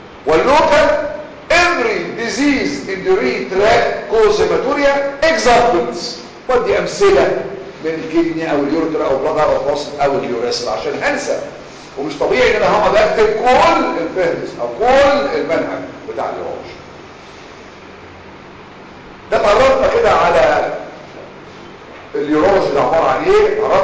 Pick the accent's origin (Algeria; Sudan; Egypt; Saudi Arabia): Egypt; خلي بالكم احنا كمصريين اللغه الانجليزيه مش لغتنا